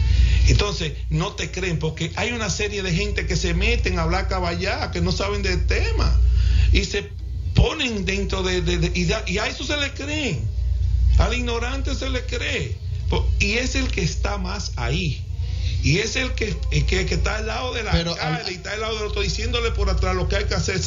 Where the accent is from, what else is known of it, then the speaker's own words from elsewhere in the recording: Santiago, Dominican Republic; lo que sabemos y lo que somos de Santiago y lo que somos de cada pueblo